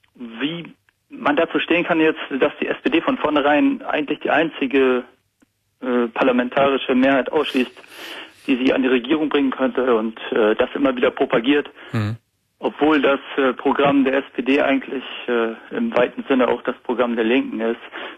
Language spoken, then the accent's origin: German; West Germany, Germany; tut mir leid, jetzt als Westdeutsche, sage ich mal